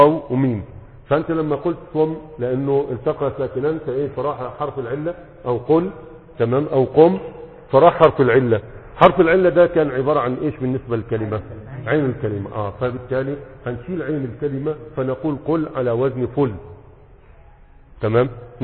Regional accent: Egypt; قديما كان عندنا في مصر يقول لك على المسرح يقولوا مرتح

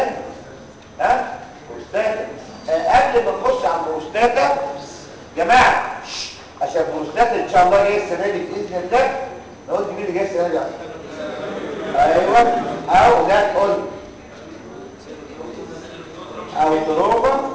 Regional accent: Egypt; ده عندنا في مصر ده الواقع

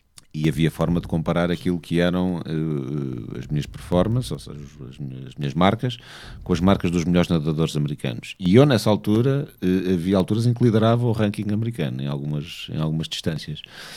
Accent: Angola; born there; also born or lived in Portugal; por acaso não nasci em Portugal, nasci em Angola, mas ter vivido em Portugal

